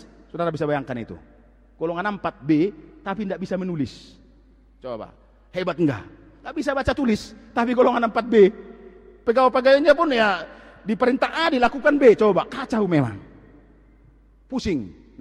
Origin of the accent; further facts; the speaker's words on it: Siborongborong, North Sumatra, Indonesia; Waktu SD, saudara, saya di Seborong-borong di Paniaran, waktu SD. Saudara, daerah kami 100% Kristen.